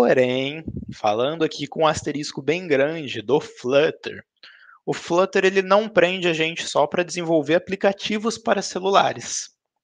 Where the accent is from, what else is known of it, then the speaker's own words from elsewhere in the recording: Londrina, Paraná, Brazil; eu tenho 26 anos, sou de Londrina, aqui no interior do Paraná.